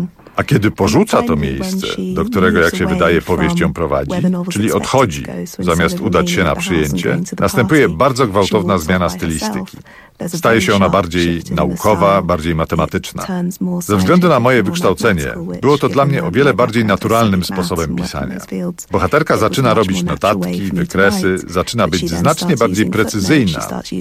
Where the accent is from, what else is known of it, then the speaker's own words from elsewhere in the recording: London, United Kingdom; Londyn, w którym dorastałam i w którym całe życie mieszkam, zawsze wyróżniał się w Wielkiej Brytanii odrębnym charakterem i kulturą.